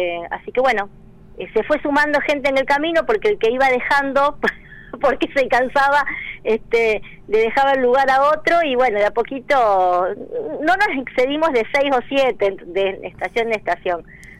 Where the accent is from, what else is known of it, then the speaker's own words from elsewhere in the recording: Rosario, Santa Fe, Argentina; now in Valle Hermoso, Argentina; Sí, yo soy oriunda de Rosario, hace 25 años que vivo en Valle Hermoso.